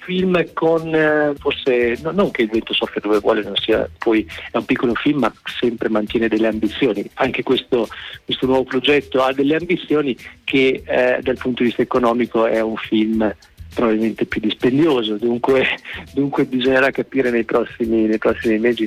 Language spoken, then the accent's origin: Italian; Reggio Emilia, Emilia-Romagna, Italy; quindi io sono reggiano, quindi l'Appennino è reggiano